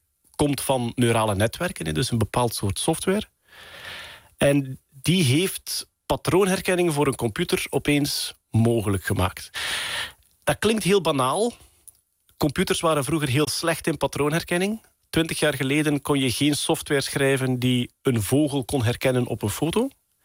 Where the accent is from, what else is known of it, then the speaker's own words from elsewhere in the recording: Flanders, Belgium; Als Vlaming die recht van onder de kerktoren komt.